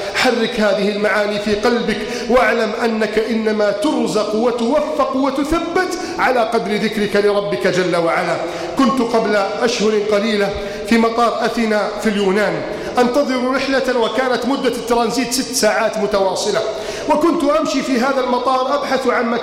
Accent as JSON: {"language": "Arabic", "country": "Egypt", "said": "واجعل بلدنا مصر آمنا مطمئنا وسائر بلاد المسلمين. اللهم من أراد بلادنا مصر بسوء فأشغله بنفسه"}